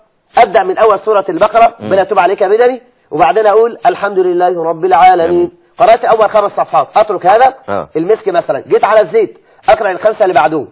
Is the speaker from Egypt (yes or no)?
yes; Egypt; عندنا في مصر هذا ليس من اليسير.